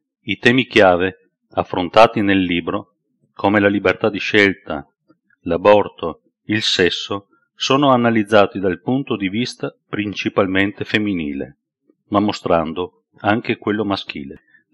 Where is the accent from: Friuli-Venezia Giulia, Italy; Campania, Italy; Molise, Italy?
Friuli-Venezia Giulia, Italy; Trieste; born there; Sono nato a Trieste nel 1959, dove vivo tuttora.